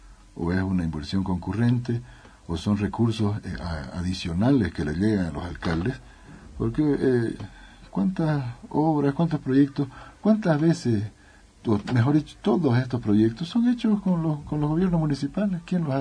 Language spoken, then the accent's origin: Spanish; Charagua, Santa Cruz, Bolivia; Yo soy charagüeño, soy del norte, de la Charagua Norte. Estoy involucrado ahí en el proceso.